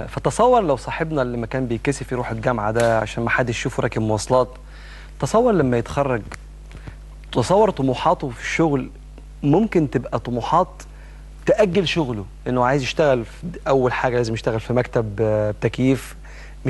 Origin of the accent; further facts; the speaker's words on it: Egypt; وده منتشر جدا عندنا في مصر وفي كثير من الدول العربيه